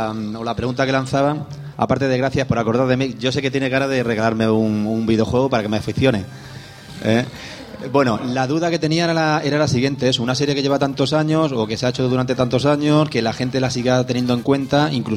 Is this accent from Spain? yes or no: yes; Yecla, Region of Murcia, Spain; yo no soy alicantino ni valenciano, soy murciano... Pero a pesar de eso, la gente de Murcia, o de Yecla, en mi caso concreto